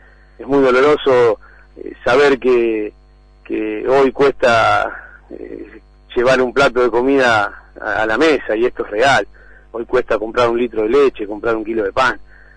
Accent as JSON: {"language": "Spanish", "town": "Cañuelas", "region": "Buenos Aires Province", "country": "Argentina", "tie": "born or raised there", "said": "Yo nací y vivo en Cañuelas hace un poco más de 50 años"}